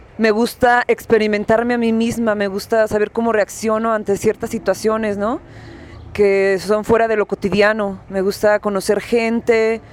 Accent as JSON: {"language": "Spanish", "town": "Guadalajara", "region": "Jalisco", "country": "Mexico", "said": "Pues bueno, yo vengo de la ciudad de Guadalajara, soy más viajera que nada."}